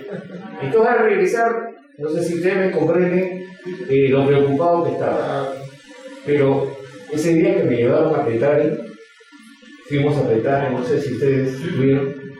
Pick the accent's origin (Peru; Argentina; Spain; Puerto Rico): Peru; Nosotros, como peruanos, no vamos a venir a enseñar a los hermanos venezolanos